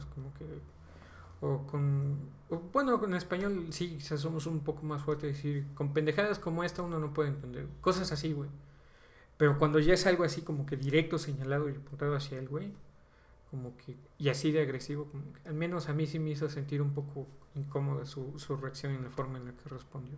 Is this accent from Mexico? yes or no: yes; Mexico; Porque soy mexicano, simplemente tengo que hablar con un ligero acento español.